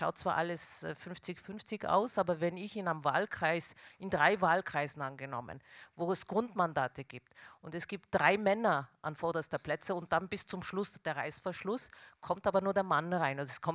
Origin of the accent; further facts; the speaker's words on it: Tyrol, Austria; ich bin in Tirol aufgewachsen mit all den Vor- und Nachteilen.